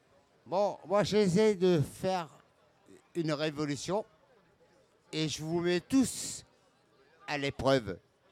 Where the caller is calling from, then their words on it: Laval, Pays de la Loire, France; un Gaulois, la Mayenne, Laval